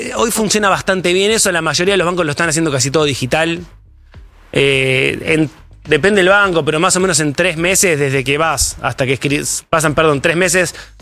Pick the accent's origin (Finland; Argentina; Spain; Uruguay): Argentina; Somos Argentina también.